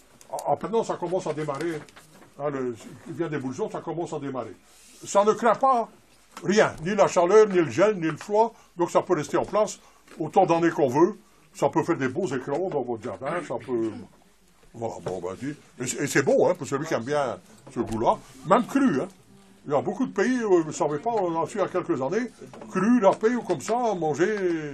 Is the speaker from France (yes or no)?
no; Belgium; parce que je vois qu'il y a beaucoup de Français, moi je suis belge.